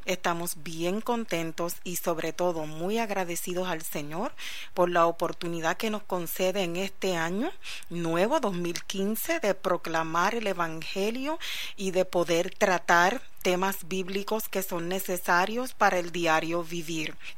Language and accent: Spanish; Puerto Rico; somos ministros ordenados en Puerto Rico como pastores, y venimos desde Puerto Rico.